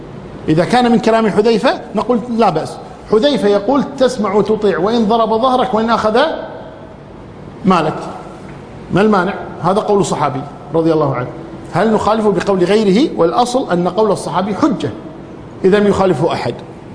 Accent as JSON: {"language": "Arabic", "country": "Kuwait", "said": "حتى اللي عندنا في الكويت"}